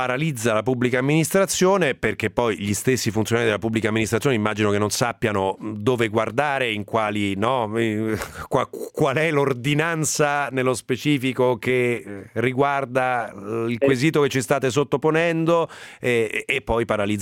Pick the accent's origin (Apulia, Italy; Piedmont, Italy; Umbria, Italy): Umbria, Italy; Bevagna; le origini sono umbre, sono di Bevagna in provincia di Perugia